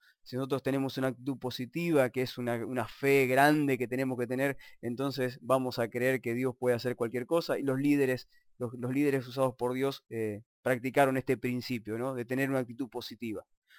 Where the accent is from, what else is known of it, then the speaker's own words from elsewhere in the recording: Argentina; yo como por soy argentino lo digo, ¿no?